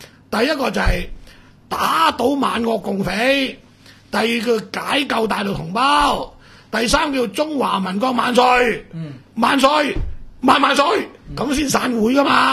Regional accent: Hong Kong; 大陆人净要俾现金，我香港人通常碌卡，

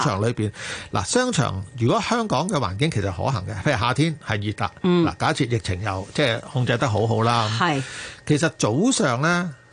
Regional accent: China; 我哋中國人有八字咧，就係發發發啊嘛。

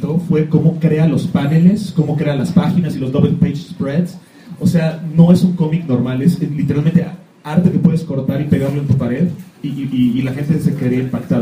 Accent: Mexico; como todo mexicano

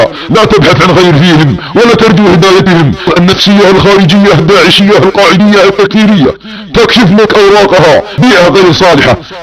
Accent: Saudi Arabia; عندما تكون بلادنا السعودية بامن وخير

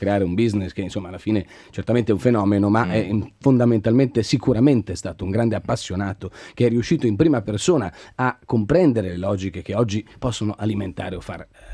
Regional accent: Lombardy, Italy; che peraltro ho appena visitato pur essendo lombardo in questo roadshow

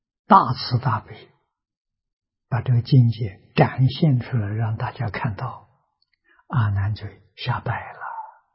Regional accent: China; 我们中国人常所谓心肝宝贝，一体就是心肝宝贝，不是外头的

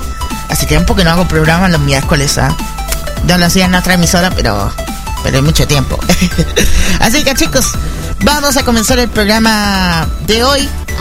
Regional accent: Chile; Soy de Chile, por si acaso, para que algunos piensen por qué este acento se parece al mexicano o a otro tipo de vocecita o cierta vocechota.

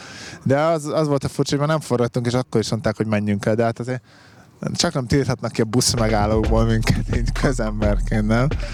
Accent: Veszprém County, Hungary; Veszprémi lakos voltam. Még azokban az Y-házakban laktunk, azokban a panelekben. A közhiedelemmel ellentétben nem belpesti vagyok, hanem itt a Tapolca és Veszprém környékéről származom, úgyhogy szinte otthon vagyok most.

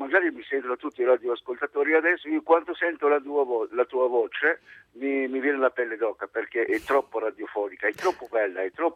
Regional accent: Tunisia; Italian is a second language; moved away as an adult; now in Italy; Sì, sono tunisino, sono qua da tanto tempo, da quasi 23 anni.

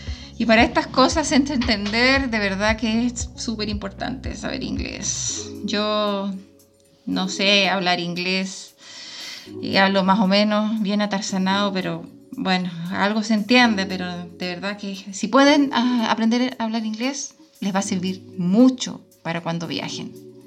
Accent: Magallanes, Chile; Por suerte que soy magallánica, por si no me muero.

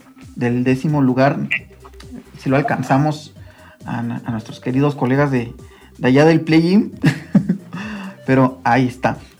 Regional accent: Mexico; todos somos mexicanos.

